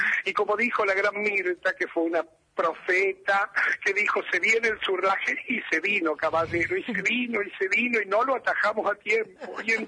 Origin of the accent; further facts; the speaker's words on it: Argentina; Somos muchas mujeres argentinas escuchando la radio a esta hora